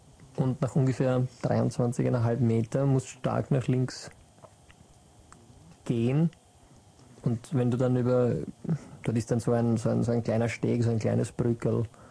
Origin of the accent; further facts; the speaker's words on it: Mödling, Lower Austria, Austria; Ich bin in Brunn am Gebüsch nicht aufgewachsen, aber ich kenne es vom Durchfahren. Ich bin in Mödling, also am Rand von Mödling